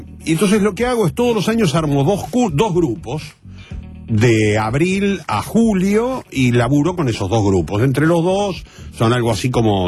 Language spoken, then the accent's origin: Spanish; San Martín, Buenos Aires Province, Argentina; San Martín, provincia de Buenos Aires.